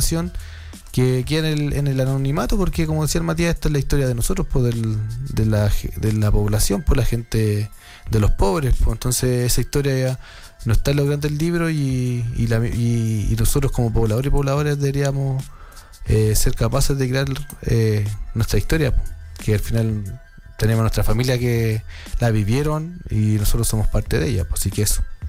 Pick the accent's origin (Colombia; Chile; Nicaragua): Chile; las Fuerzas Armadas no nos representan como chilenos